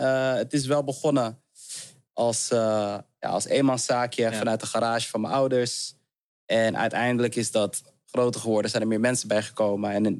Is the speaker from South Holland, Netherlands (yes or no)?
no; Heemskerk, North Holland, Netherlands; Super Surinaams huis, kom af. Met heel veel liefde en warmte opgegroeid en opgevoed in een super wit dorpje, Heemskerk.